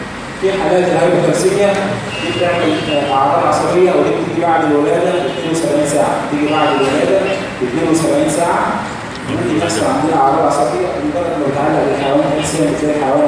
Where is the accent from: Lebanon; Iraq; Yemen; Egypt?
Egypt; المرض مش موجود عندنا في مصر